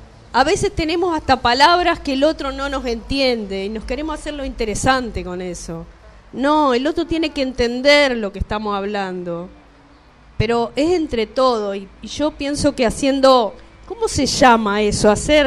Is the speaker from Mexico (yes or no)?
no; Uruguay; now in Buenos Aires, Argentina; hago una murga y salgo al carnaval de Buenos Aires y soy uruguaya.